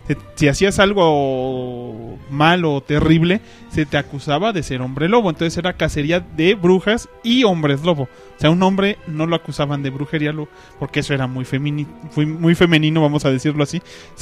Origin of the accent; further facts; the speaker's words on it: Mexico; aquí nosotros somos de México